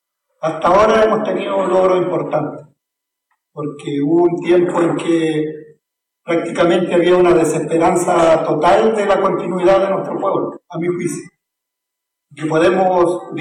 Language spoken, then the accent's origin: Spanish; Arauco, Biobío, Chile; nosotros aquí andamos con algunos Emilamuen, venimos del territorio de Yungyeo, más conocido por la zona de Arauco.